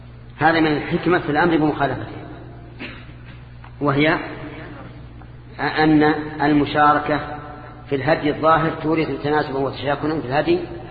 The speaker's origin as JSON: {"language": "Arabic", "country": "Saudi Arabia", "said": "الآن حتى عندنا في السعودية."}